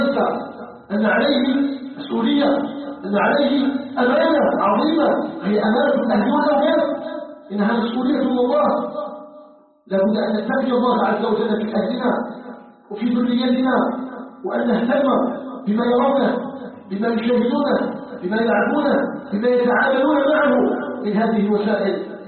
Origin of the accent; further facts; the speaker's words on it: Algeria; أن يجعل بلدنا الجزائر بلدا آمنا مطمئنا